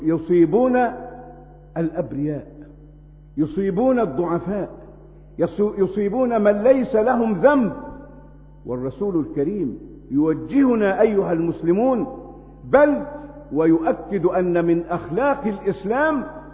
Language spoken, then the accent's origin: Arabic; Egypt; ما نشاهده الآن في بلدنا مصر